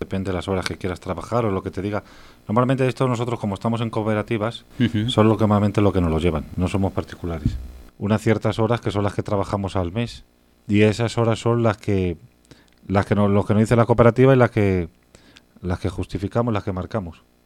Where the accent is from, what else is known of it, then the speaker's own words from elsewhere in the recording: Madrid, Community of Madrid, Spain; born there; nosotros nacimos aquí en Caño Roto, pero al poco tiempo emigremos un poco a México.